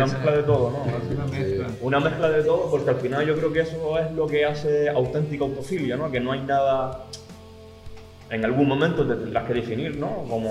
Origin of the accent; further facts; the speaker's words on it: Las Palmas, Canary Islands, Spain; yo vengo de Las Palmas y allí también tocaba en un grupo que se llamaba